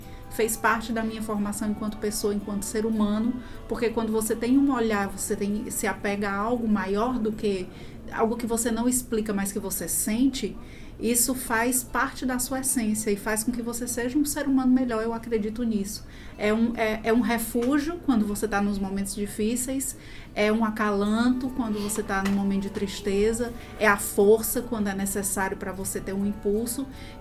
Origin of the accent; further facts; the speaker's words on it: Crato, Ceará, Brazil; born there; eu nasci no Crato, na verdade, Crato, né? Verdade. Sou filha do Crato, que foi onde nasceu o Padre Cícero.